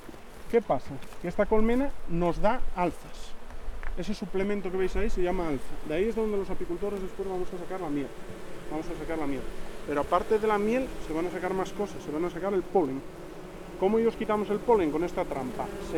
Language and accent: Spanish; Ibias, Asturias, Spain; Bueno, yo soy de Ibias y en Ibias la única diferencia que hay con Degaña es la utilización del corcho.